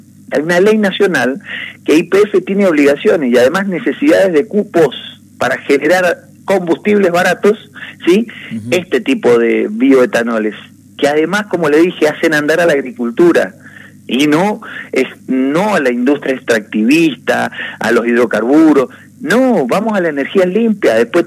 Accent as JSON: {"language": "Spanish", "town": "San Carlos", "country": "Argentina", "tie": "born or raised there", "said": "En San Carlos, mi pueblo, tenemos 17.000 hectáreas que no se usan."}